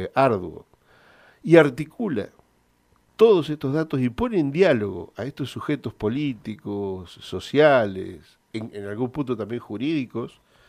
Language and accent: Spanish; Argentina; Hay un dato que nosotros como argentinos no conocemos.